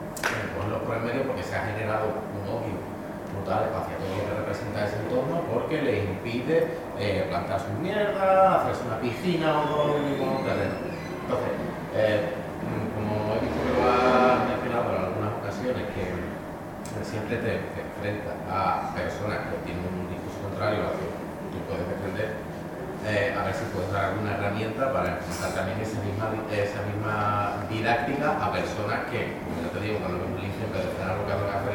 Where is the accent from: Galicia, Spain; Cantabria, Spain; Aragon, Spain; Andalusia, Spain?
Andalusia, Spain; Y mi pueblo colinda con el término de Doñana.